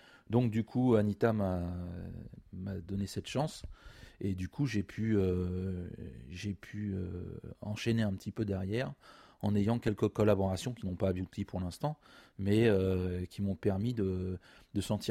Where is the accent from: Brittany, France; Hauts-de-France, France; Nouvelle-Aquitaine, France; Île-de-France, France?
Île-de-France, France; Paris; Moi, je suis parisien avant tout. C'est la première origine qui prévaut pour moi. J'ai des racines basques du côté de ma grand-mère paternelle. Et puis Normande du côté de mon grand-père paternel.